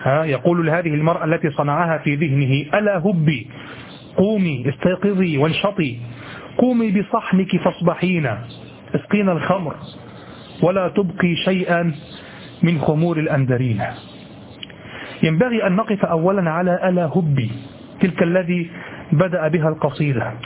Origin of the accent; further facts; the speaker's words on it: Egypt; كما تقول عندنا في مصر القاهرة